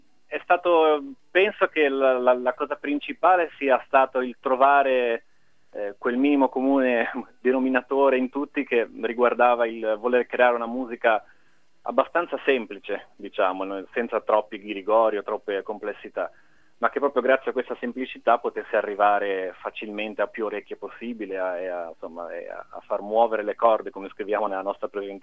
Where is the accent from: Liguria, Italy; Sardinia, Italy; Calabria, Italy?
Liguria, Italy; Genoa; E comunque ormai vivo a Genova da sempre, quindi sì, sono genovese, ligure, però le origini sono tra il piemontese e il quasi toscano anche.